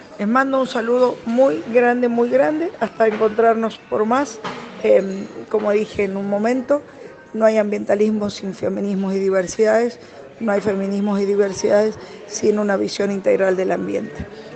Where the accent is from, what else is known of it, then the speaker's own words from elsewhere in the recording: Mendoza, Argentina; de Mendoza. Estoy acá en Jujuy, terminando ya el encuentro